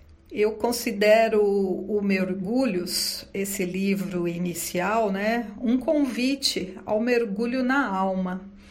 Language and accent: Portuguese; São Paulo, Brazil; nasci em São Paulo, capital. Sou filha de nordestinos, com muito orgulho. Meus pais eram baianos. Moro na zona leste dessa mega cidade desde que nasci.